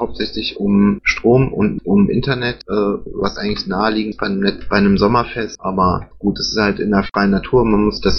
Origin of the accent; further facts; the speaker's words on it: Düren, North Rhine-Westphalia, Germany; Düren, die Gegend kenne ich, da komme ich auch aus der Ecke, komme ich her. Das ist relativ weitläufig.